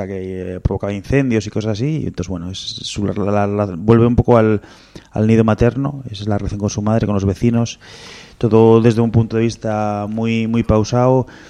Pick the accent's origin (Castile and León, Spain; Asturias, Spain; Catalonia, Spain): Asturias, Spain; a nosotros como asturianos, yo, por ejemplo, mucha parte de familia es de la parte de suroccidente, de Asturias